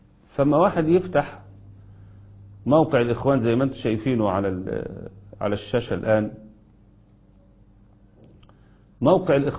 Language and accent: Arabic; Egypt; لأن اللي حصل عندنا في مصر منذ عام كامل